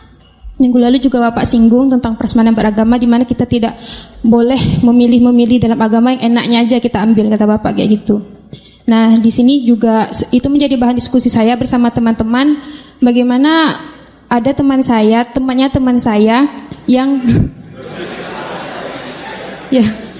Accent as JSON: {"language": "Indonesian", "region": "West Kalimantan", "country": "Indonesia", "said": "saya asalnya dari Kalimantan Barat. Sekarang saya mahasiswi magister di UIN."}